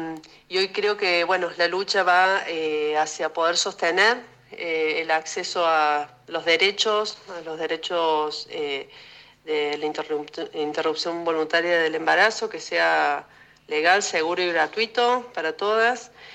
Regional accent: Argentina; nos interpela como argentinas, como ciudadanas, como pueblo.

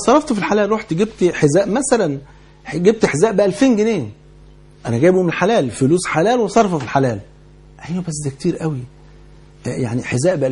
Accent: Egypt; وانت عارف يعني الفول عندنا في مصر كان فرض عين يعني

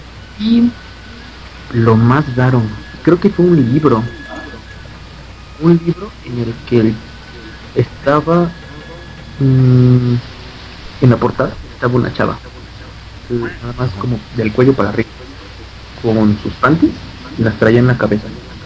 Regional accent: United States; saben que soy chicano, pues se ve mi bandera.

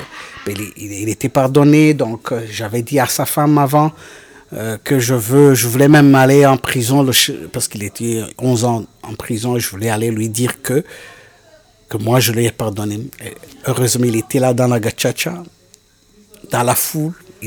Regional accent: Rwanda; born there; Je suis allé au Rwanda en 2007, dans mon village natal, là où j'étais né

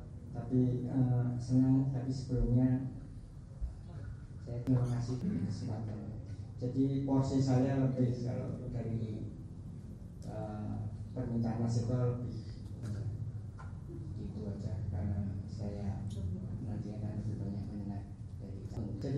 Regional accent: Batang, Central Java, Indonesia; saya itu masih ingat saya dari Batang sebelah barat kali.

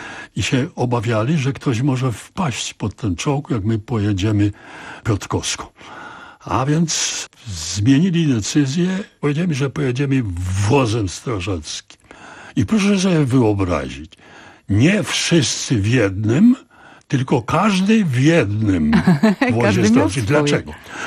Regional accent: Silesian Voivodeship, Poland; że ja pochodzę ze Śląska

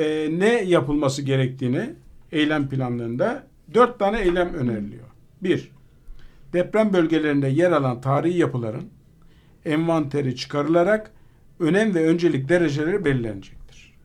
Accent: Istanbul, Turkey; Ben Fatih'te, Fener'de doğdum. Yani orada Samatya'da yaşadım. Çocukluğum bir kısmı Samatya'da geçti.

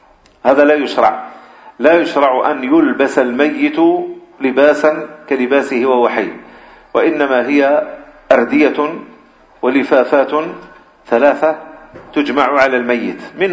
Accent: Algeria; بخاصة عندنا في الجزائر

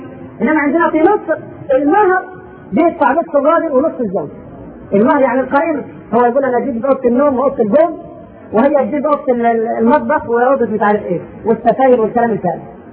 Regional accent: Upper Egypt, Egypt; في بعض المناطق في الصعيد عندنا في مصر

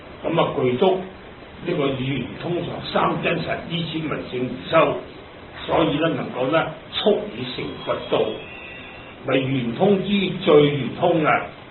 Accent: Hong Kong; also born or lived in Dongguan, China; 我都喺呢個香港長大嘅，日本人打香港咧，因為環境困難，我哋就全家翻個鄉下，即係東莞啦。我本身係東莞人，咁啊翻鄉下住得住咗又成兩年，我先嚟出家。

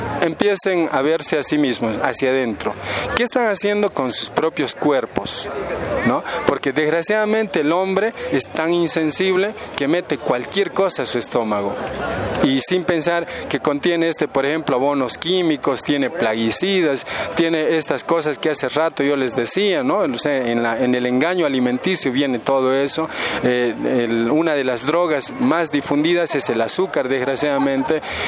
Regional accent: Villazón, Potosí, Bolivia; de profesión ingeniero agrónomo. Vengo desde Villazón, Potosí, Bolivia

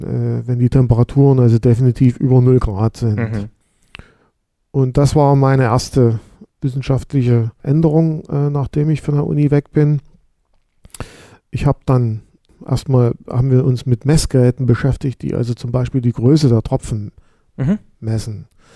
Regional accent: Saxony, Germany; born there; Ich bin gebürtiger Sachse. Ich habe allerdings einige Zeit auch zum Teil im Ausland beziehungsweise in Mainz gearbeitet.

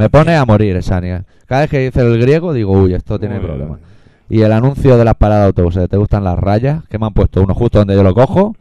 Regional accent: Catalonia, Spain; que también siendo catalanes también es muy poco probable

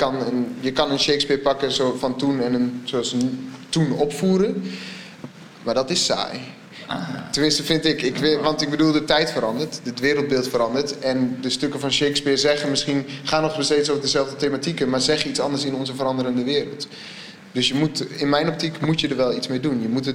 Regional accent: Assen, Drenthe, Netherlands; also born or lived in Groningen; Ik kom oorspronkelijk uit Assen, maar ik heb in Groningen altijd op school gezeten, dus het voelt wel warm.

